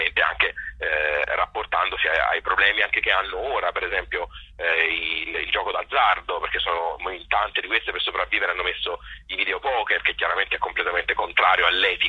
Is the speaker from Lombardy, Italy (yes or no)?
no; Tuscany, Italy; Essendo un toscano di provincia, chiaramente c'è tanto anche di me dentro